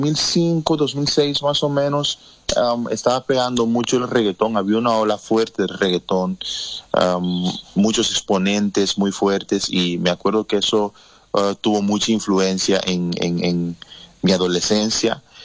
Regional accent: Curaçao; now in Netherlands; Yo llevo 10 años ya acá. Uh-huh. Tengo 10 años, me vine en el 2010, me vine con mis padres al principio, y también por mis estudios, ¿no? Como soy de Curazao, nosotros los curazoleños tenemos nacionalidad holandesa

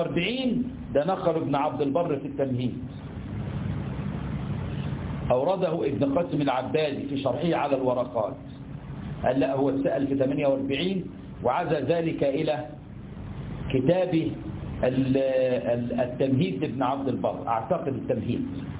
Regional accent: Egypt; إحنا عندنا في مصر بنسميه ترزي، في اللغة بيسمى قصار

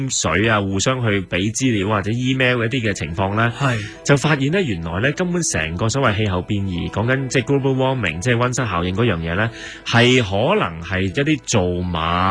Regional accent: Hong Kong; 你可想而知我哋香港人對呢樣嘢比較

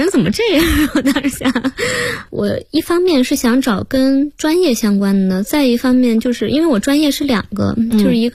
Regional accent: Shandong, China; 对，我说那个我是山东的，说山东的不都是那个特别高大的吗？

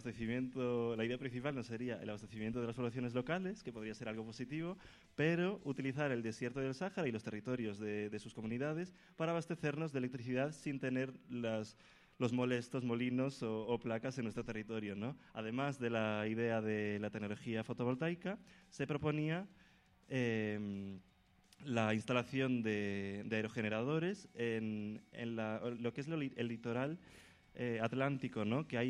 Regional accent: Ordes, Galicia, Spain; en Galicia, yo soy de Ordes, de un pueblecín de A Coruña, de la provincia de Coruña

